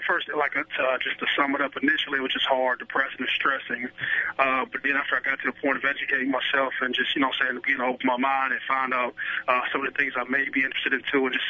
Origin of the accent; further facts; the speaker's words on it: Youngstown, Ohio, United States; You know, just a young guy. I come from Youngstown, Ohio.